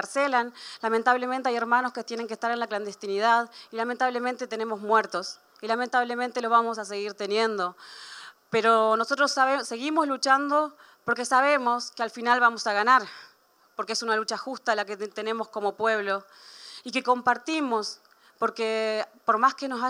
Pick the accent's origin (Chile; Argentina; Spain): Argentina; también vengo del Puel Mapu.